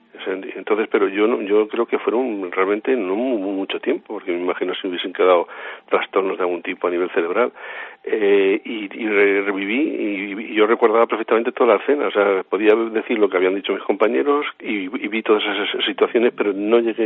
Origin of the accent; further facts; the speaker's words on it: Alarcón, Castilla-La Mancha, Spain; el pantano de mi pueblo, el pantano de Alarcón